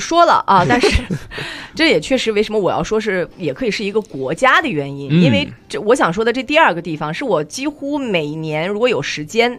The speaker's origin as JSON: {"language": "Chinese", "country": "China", "said": "第二个，我觉得它非常适合我们中国人去玩。"}